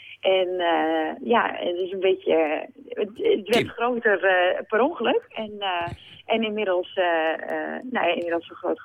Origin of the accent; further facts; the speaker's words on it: Germany; Dutch is a second language; Ik ben een Duitser, ja.